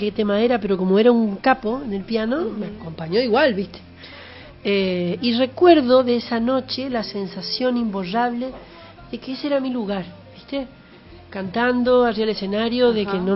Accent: Curuzú Cuatiá, Corrientes, Argentina; Yo soy de Curuzú, Cuatía, Corrientes. Nací hace 1200 años y nací en el año 86.

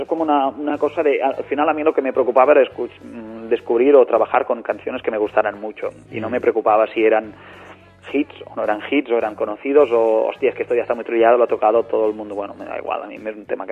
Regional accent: La Bisbal d'Empordà, Catalonia, Spain; estaremos en la Bisbal d'Empordà, que es mi pueblo natal.

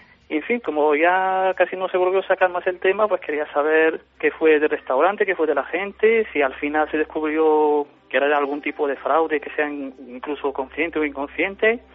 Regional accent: Granada, Andalusia, Spain; de Granada y llamaba para preguntar sobre un programa

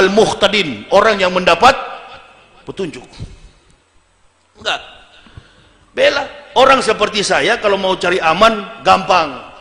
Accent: Manado, North Sulawesi, Indonesia; dia orang Manado, saya juga orang Manado

